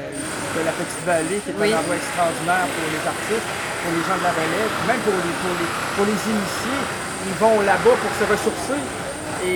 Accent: Quebec City, Quebec, Canada; Et chez nous, à Québec, on a le Festival d'été.

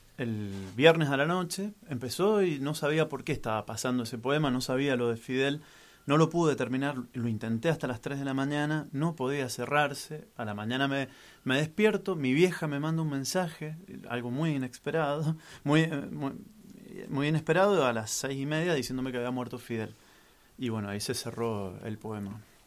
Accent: Mendoza, Argentina; Bueno, sí, vengo de Mendoza, soy periodista y educador popular

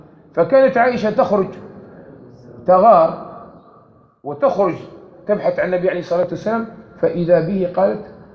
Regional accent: Algeria; كما كان معروف عندنا في الجزائر قديما

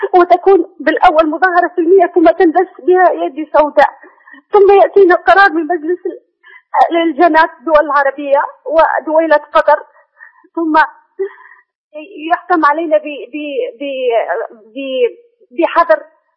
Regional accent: Libya; moved away as an adult; now in Egypt; أنا يعني أكلمك من مصر، وأنا أصلا من ليبيا

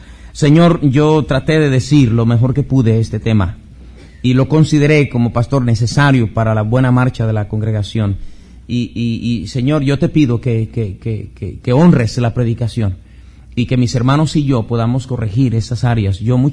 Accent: Mexico; Somos mexicanos por naturaleza, negligentes, apáticos.

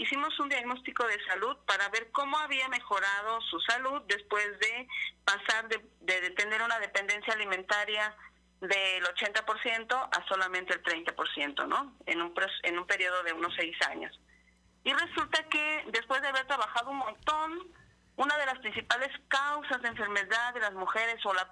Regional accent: Ixhuatlán del Café, Veracruz, Mexico; Yo estoy ahorita en Izhuatlán del Café Veracruz, aquí entre Huatusco y Córdoba.

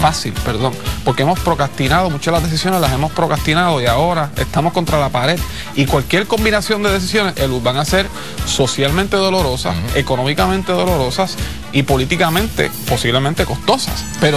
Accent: Puerto Rico; yo soy puertorriqueño y a nadie le gusta que el país sufra

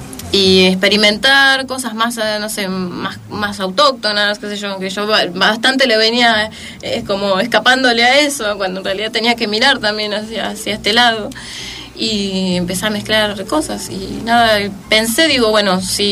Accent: Buenos Aires Province, Argentina; Yo soy de Zona Norte, chicos, les aviso.

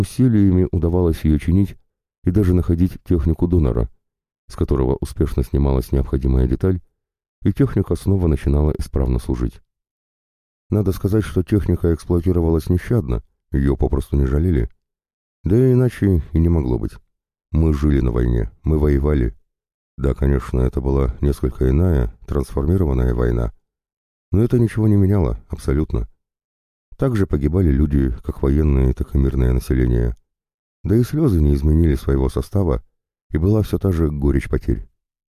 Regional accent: Donbas, Ukraine; И может даже благодаря тому, что мы, бойцы с Донбасса, находимся здесь, это смертельное железо никогда и никуда уже не полетит

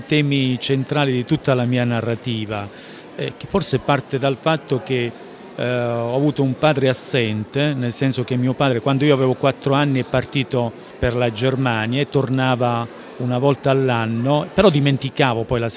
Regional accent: Calabria, Italy; una collina dell'Alto Crotonese che si trova tra Ciron Marina e il mio paese d'origine, quindi una collina che si affaccia sullo Ionio

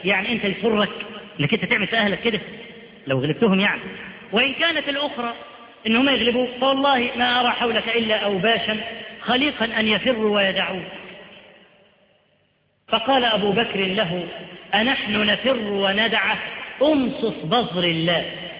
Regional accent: Upper Egypt, Egypt; ده احنا عندنا في الصعيد لحد دلوقتي

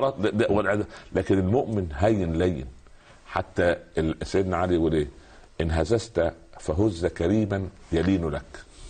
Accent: Egypt; حتى المثل الشعبي يقول ايه يعني عندنا في مصر يقول لك

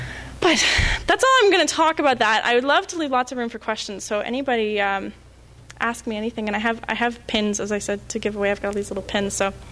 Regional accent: Toronto, Ontario, Canada; I don't think I have much of an accent. I'm sort of, you know, I'm from Toronto. I'm from the big city.

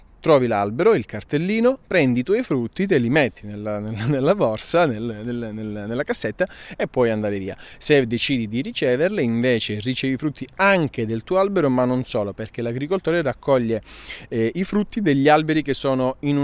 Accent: Calabria, Italy; io sono calabrese, nasco in un territorio di agrumi e quindi mi viene molto più semplice

